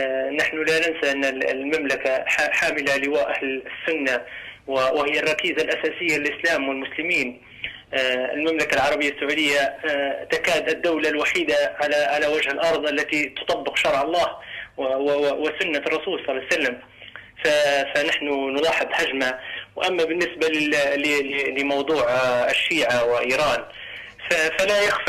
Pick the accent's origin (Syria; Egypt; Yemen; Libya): Libya; انا ليبي اصلي ليبي يعني